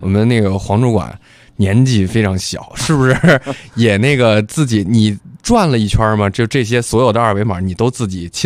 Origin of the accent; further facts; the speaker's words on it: Beijing, China; 咱们北京人咱不用多说了